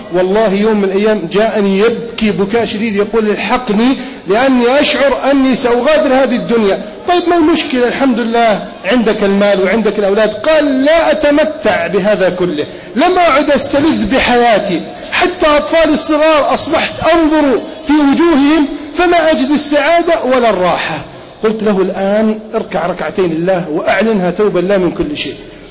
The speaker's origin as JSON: {"language": "Arabic", "town": "Alexandria", "region": "Alexandria Governorate", "country": "Egypt", "said": "أنا اسكندراني ولا أخاف الحمد لله."}